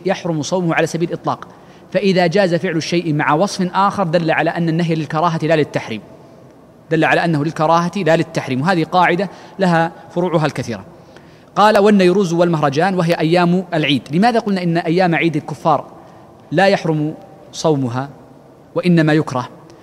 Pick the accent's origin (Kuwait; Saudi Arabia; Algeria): Saudi Arabia; Mecca, Makkah Province; موجود عندنا في مكة